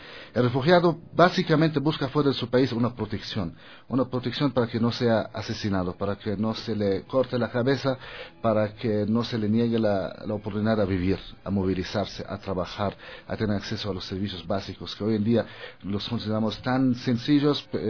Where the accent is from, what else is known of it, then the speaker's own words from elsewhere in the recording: Palestine; Spanish is a second language; also born or lived in Germany; now in Ecuador; En Alemania, cuando me preguntaban, ¿de dónde eres? Yo contestaba, de Palestina.